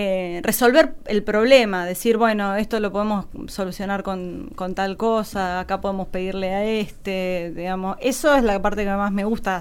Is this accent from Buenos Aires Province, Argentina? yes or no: no; Santa Fe, Argentina; nací en Santa Fe, pero mi papá es de La Pampa. Y mi abuela vivía acá.